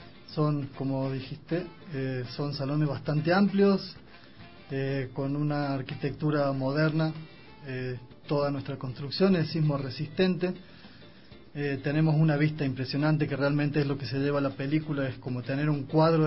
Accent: Argentina; moved away as an adult; also born or lived in United States; now in Ecuador; yo salí de Argentina a los 18 años. Tengo 40, date una idea. Pero no vine para el Ecuador, sino fui para Estados Unidos cuando tenía 19 años, en el 99, en diciembre del 99. Pasé 7 años en Estados Unidos

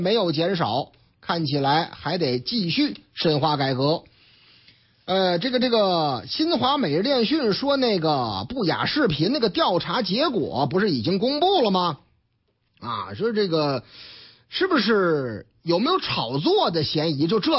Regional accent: Shijiazhuang, Hebei, China; 打上我老家的主意了，石家庄吗？

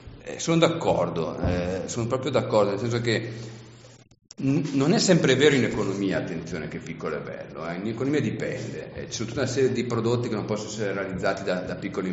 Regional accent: Lombardy, Italy; Ma la gente, una volta nel mio paese, vengo dalla provincia di Brescia

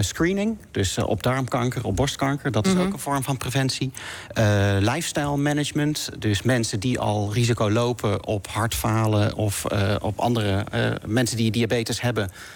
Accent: North Brabant, Netherlands; Ik ben in Brabant opgegroeid.

